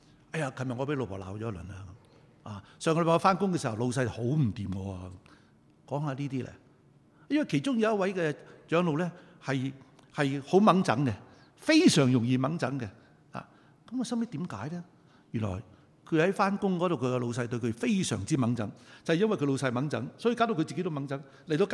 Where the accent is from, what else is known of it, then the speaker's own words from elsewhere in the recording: Guangdong, China; 我哋广东人话你系咁先啦